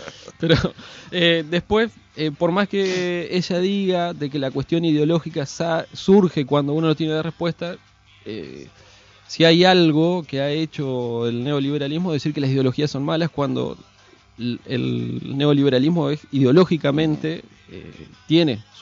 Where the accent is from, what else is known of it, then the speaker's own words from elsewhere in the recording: Argentina; esta familia que somos los argentinos